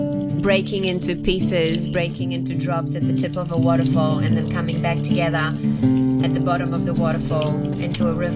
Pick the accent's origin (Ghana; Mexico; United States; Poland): Poland; first language Polish; English is a second language; Polish, which is my mother tongue, as I come from Poland.